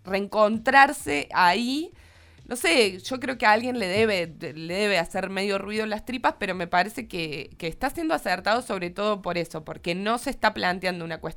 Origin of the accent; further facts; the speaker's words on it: Córdoba, Argentina; yo soy muy cordobesa, entonces no sé cuáles son las calles y demás